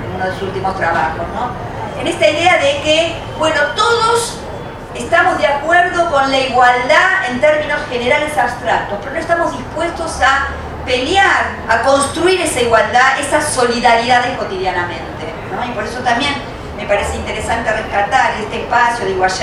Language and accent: Spanish; Argentina; Mirarnos a las caras significa mirarnos como argentinos, mirarnos como hermanos americanos, mirarnos en Latinoamérica